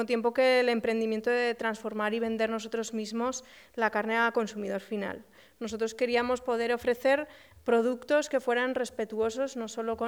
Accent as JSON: {"language": "Spanish", "town": "Huesca", "region": "Aragon", "country": "Spain", "tie": "born or raised there", "said": "aunque yo soy originaria de Huesca"}